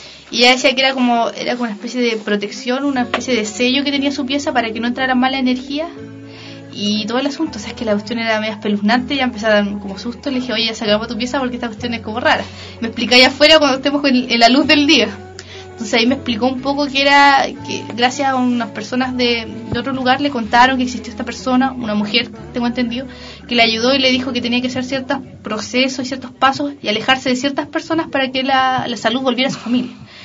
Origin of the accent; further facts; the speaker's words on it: Queilén, Los Lagos, Chile; soy de Chiloé, específicamente de Keilan